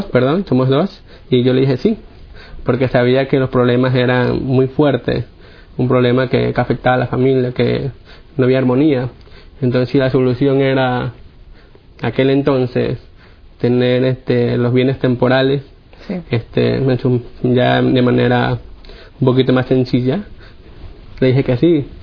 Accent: Guayaquil, Guayas, Ecuador; Bueno, yo soy de Guayaquil, Ecuador. Tengo 28 años.

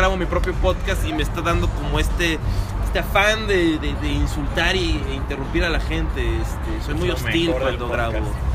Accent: Acapulco, Guerrero, Mexico; moved away as an adult; now in Mexico City, Mexico; Yo soy de Acapulco, Guerrero. Viví ahí hasta los 19 años y me fui al DF a vivir y he vivido ahí desde entonces. Yo tengo ahorita 32 años, llevo 12 años ahí dándole.

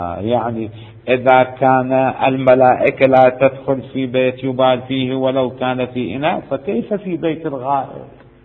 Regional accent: Iraq; الكورة عندنا الكورة احنا يسموها كورة عندنا بالعراق

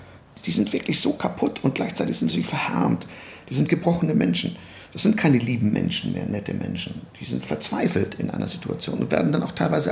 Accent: Hamburg, Germany; also born or lived in Poland; Ich bin noch in Polen geboren. Und wir sind 1957 nach Deutschland geflohen. Also wir wollten eigentlich in die Vereinigten Staaten, sind dann in Hamburg hängen geblieben mit der Familie. Und ja, und seit dieser Zeit lebe ich hier in Hamburg, seit 1957. Da war ich gerade knapp 2,5, 3 Jahre.

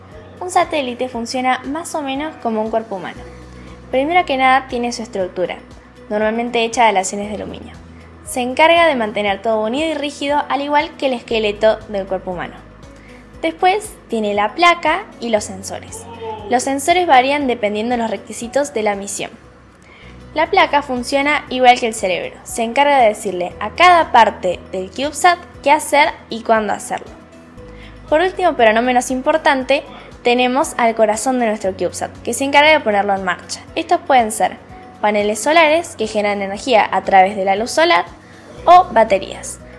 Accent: Córdoba, Argentina; de Córdoba, Argentina.

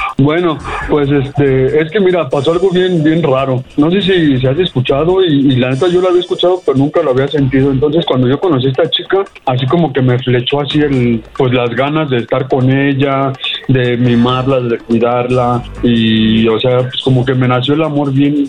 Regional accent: Mexico City, Mexico; yo soy de la Ciudad de México.

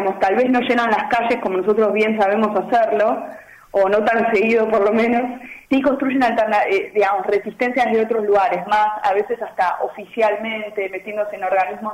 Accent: Argentina; now in Germany; Y para mí como argentina, ¿no? Que bueno, miro a Alemania como inmigrante y desde afuera

